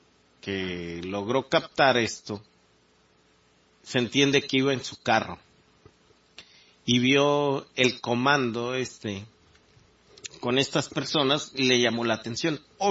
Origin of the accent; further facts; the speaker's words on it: Mexico; yo creo que como mexicano, y muchos estarán de acuerdo conmigo